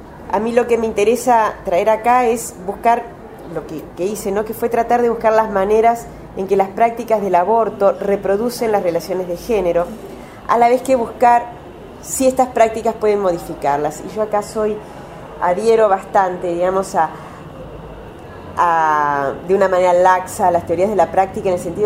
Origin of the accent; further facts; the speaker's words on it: Uruguay; Yo soy uruguaya, soy antropóloga y soy feminista